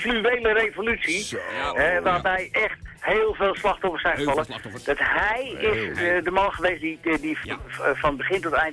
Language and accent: Dutch; Amsterdam, North Holland, Netherlands; En dat is niet omdat ik uit Amsterdam kom, wat wel zo is.